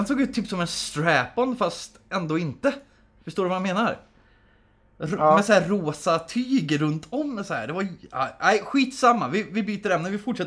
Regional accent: Värmland, Sweden; also born or lived in Södertälje; Jag hade en styvfarsa som var från Stockholm. Och jag bodde själv i Södertälje som liten, så det är väl därför jag inte har den. Men jag är från Värmland från början.

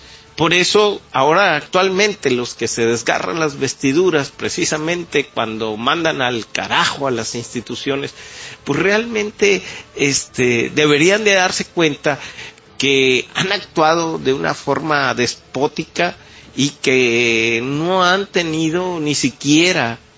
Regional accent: Mexico; Y sería muy tonto, como mexicano, abrazar una teoría así

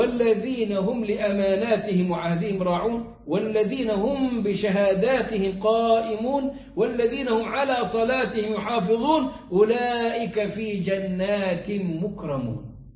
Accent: Egypt; عندنا في مصر في الصعيد

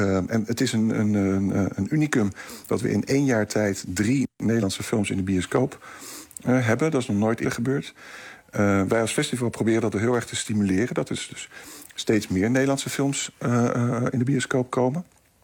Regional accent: Rotterdam, South Holland, Netherlands; als Rotterdammer zijnde... dit is de eerste keer dat er een natuurfilm gemaakt is... over een gebied in Rotterdam.

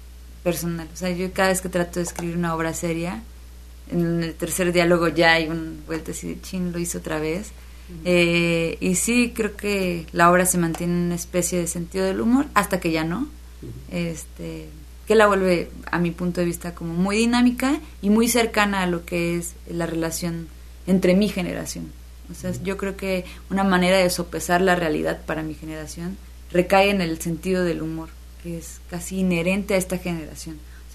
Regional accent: Xalapa, Veracruz, Mexico; que yo soy muy fan de Jalapa, o sea, es mi ciudad y además la presumo por todos lados porque me gusta muchísimo.

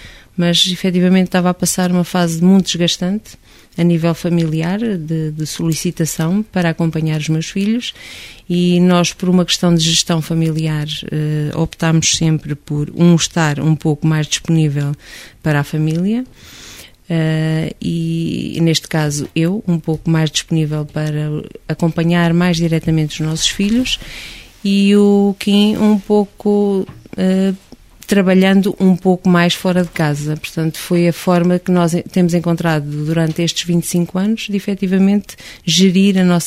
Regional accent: Torres do Mondego, Coimbra, Portugal; na minha paróquia, Carvalhosas, pertencente a Torres de Mondego, Coimbra, de onde sou oriunda

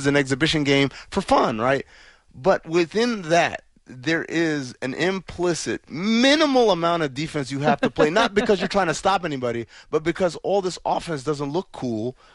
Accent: New York, United States; moved away; I grew up in New York, Sarah. I grew up with snow and ice and sleet and all that stuff. And I was like, New York's the best city ever. I can't imagine living anywhere else. And then I moved out west.

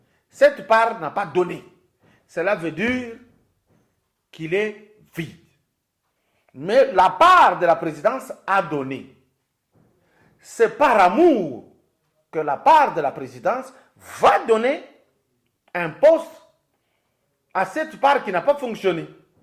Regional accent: Lubumbashi, Haut-Katanga, DR Congo; moi j'étais chez nous à Lubumbashi.

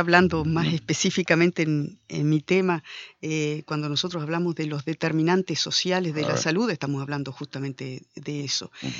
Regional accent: Concordia, Entre Ríos, Argentina; después siempre viví en Concordia. Nací en Concordia, fui al colegio en Concordia, y después volví a ejercer mi profesión a Concordia.

